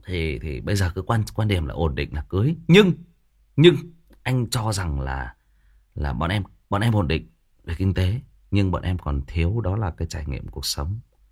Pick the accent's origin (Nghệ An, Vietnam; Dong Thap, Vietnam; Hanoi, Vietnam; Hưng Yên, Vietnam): Hưng Yên, Vietnam; thì chỗ bạn ấy thì ở Hưng Yên, ở quê tôi đó các bạn.